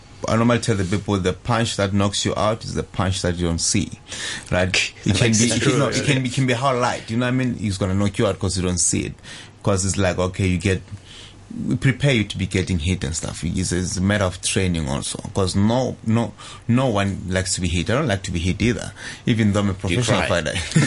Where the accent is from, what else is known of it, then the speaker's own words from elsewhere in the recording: South Africa; because I come from South Africa.